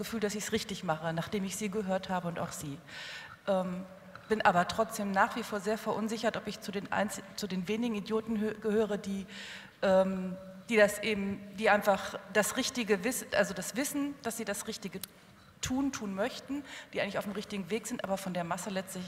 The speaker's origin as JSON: {"language": "German", "town": "Göttingen", "region": "Lower Saxony", "country": "Germany", "said": "ich komme aus Göttingen"}